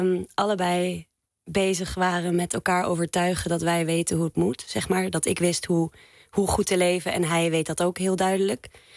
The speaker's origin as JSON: {"language": "Dutch", "town": "Zeist", "region": "Utrecht", "country": "Netherlands", "tie": "born or raised there", "said": "Ja, en we zijn beide opgegroeid in Zeist."}